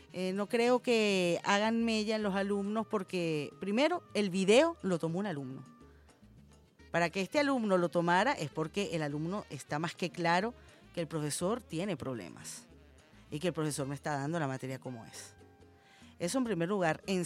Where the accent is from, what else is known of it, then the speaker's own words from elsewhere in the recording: Venezuela; todos somos venezolanos